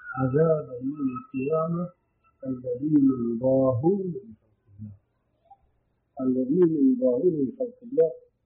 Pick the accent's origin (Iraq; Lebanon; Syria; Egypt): Syria; Damascus Governorate; وكما يقولون عندنا في الشام